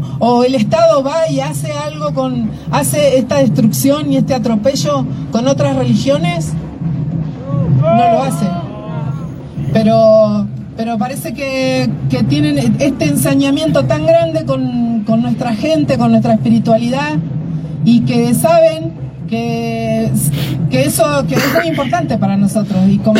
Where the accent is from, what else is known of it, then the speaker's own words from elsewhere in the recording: Trelew, Chubut, Argentina; Mapuche, Tehuel, Cheñen, Treleu, vengo de Treleu